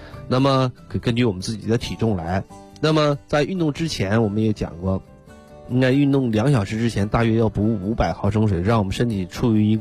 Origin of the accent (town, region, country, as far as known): China